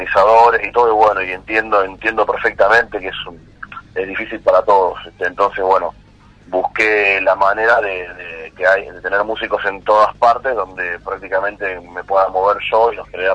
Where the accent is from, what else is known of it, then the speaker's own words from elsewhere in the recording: Buenos Aires, Argentina; born there; yo nací en Buenos Aires, pero bueno, por trabajo estuve acá ya hace una década y media, así que voy y vengo todo el tiempo para Buenos Aires